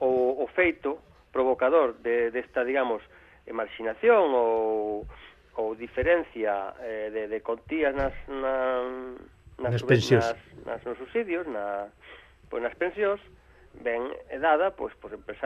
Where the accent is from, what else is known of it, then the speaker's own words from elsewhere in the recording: Galicia, Spain; Como autocrítica, como galego que son